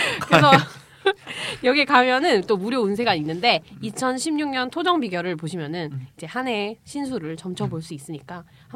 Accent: South Gyeongsang, South Korea; 저희 경상남도 출신이라가지고 어쨌든 거기 칠서라고 있어요

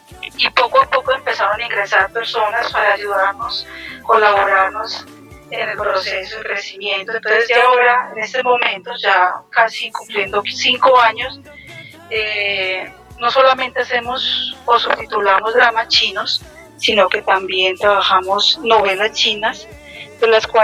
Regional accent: Colombia; soy de Colombia.

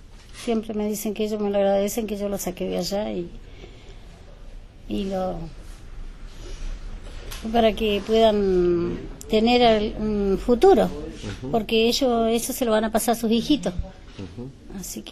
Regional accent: Mallín, Río Negro, Argentina; also born or lived in El Bolsón; yo, o sea, pertenezco igual acá, porque yo soy del Mallín, pero igual me vine después acá y mis hijos hay algunos de los que nacieron acá, así que es como soy de Bolsón.

